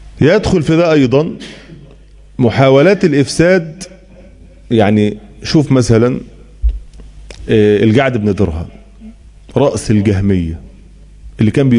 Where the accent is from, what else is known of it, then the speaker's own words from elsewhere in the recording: Egypt; عندنا في مصر